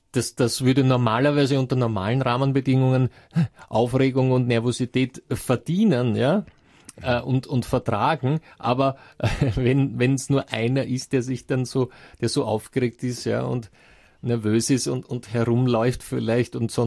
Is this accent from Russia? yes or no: yes; Russia; Das ist so ein Trick, ja, wobei jetzt bringen Sie ein Beispiel, das bei uns in Russland natürlich nicht allzu hoch im Kurs steht